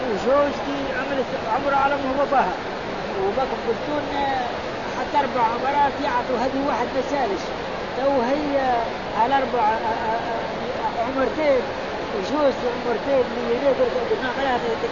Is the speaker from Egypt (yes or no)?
no; India; Arabic is a second language; إني جيت من الهند.